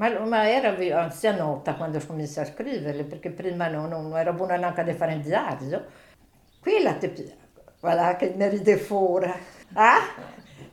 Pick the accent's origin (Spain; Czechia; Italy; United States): Italy; Besenello, Trentino-Alto Adige; Sì, sono da Besenelle